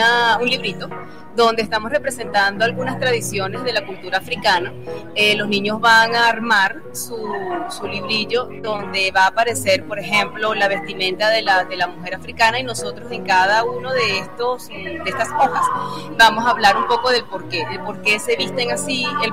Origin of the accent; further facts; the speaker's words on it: Venezuela; nosotros como venezolanos tenemos nuestra cultura